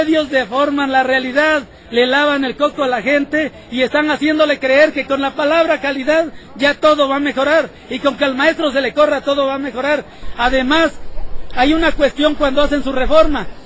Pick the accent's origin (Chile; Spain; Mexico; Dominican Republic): Mexico; nosotros nos identificamos como mexicanos. Si nosotros nos sentimos mexicanos, vamos a luchar porque este país progrese